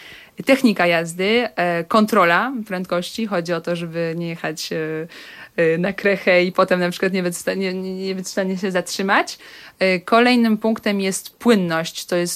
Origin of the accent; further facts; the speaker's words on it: Lodz, Łódź Voivodeship, Poland; To zaczynając od Łodzi, tak, jestem taką stuprocentową łodzianką.